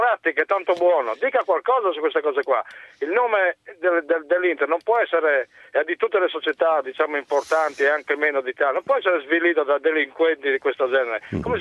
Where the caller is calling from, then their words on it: Udine, Friuli-Venezia Giulia, Italy; sono da Udine.